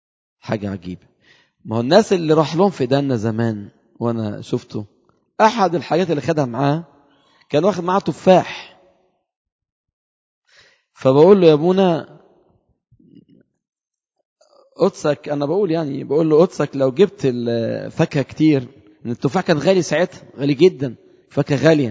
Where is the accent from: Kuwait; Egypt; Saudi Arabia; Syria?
Egypt; Upper Egypt; انا صعيدي شويه في الكلام